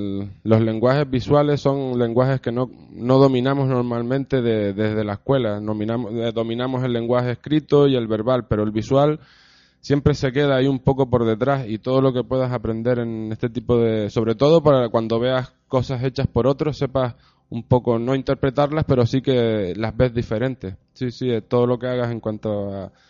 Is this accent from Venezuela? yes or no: no; Arrecife, Canary Islands, Spain; un lenguaje particular que comprendamos todos los que somos de Lanzarote y de Arrecife